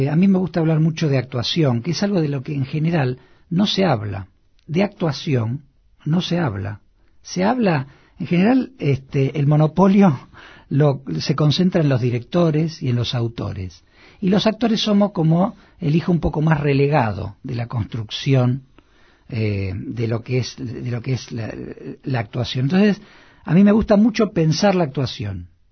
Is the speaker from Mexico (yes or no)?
no; Argentina; now in Buenos Aires, Argentina; Yo soy un actor argentino de 49 años, padre de familia, que quizás sigue teniendo las mismas o dudas más profundas que cuando se vino a vivir a Buenos Aires.